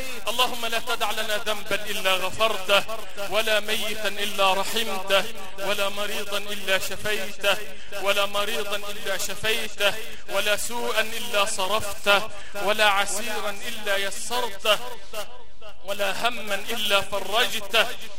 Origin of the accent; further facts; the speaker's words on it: Egypt; اللهم اجعل بلدنا مصر بلد الأمن والأمان والخير والإطمئنان